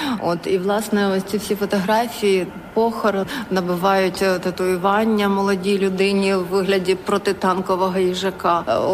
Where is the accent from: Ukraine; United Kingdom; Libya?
Ukraine; Kyiv; moved away as an adult; now in Warsaw, Poland; jestem kuratorką z Kijowa i w połowie marca przyjechałam z rodziną do Polski, do Warszawy.